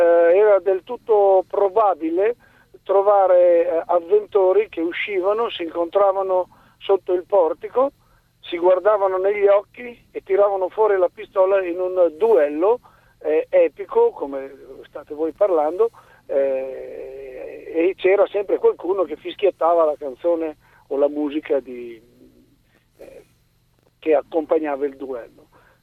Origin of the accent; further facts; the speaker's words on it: Lombardy, Italy; nel mio paese, un paese del basso mantovano, ricco di portici